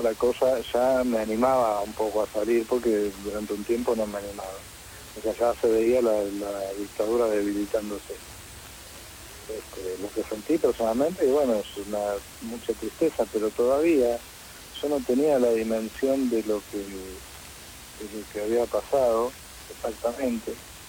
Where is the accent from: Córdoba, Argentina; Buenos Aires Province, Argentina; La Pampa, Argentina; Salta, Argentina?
Buenos Aires Province, Argentina; Mar del Plata; now in Buenos Aires, Argentina; yo me vine de Mar del Plata a Buenos Aires, me escondí